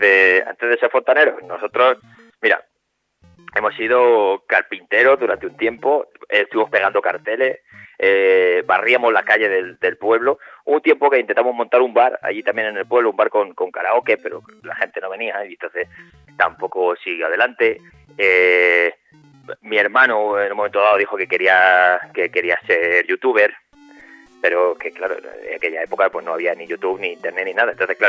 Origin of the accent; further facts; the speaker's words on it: Castilla-La Mancha, Spain; En realidad somos de un pueblo pequeñito de Cuenca.